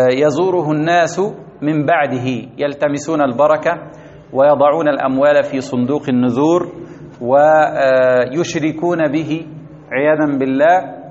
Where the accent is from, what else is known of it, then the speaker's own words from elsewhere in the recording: Egypt; وكان في مولده رؤوس الصوفية في بلدتنا في مصر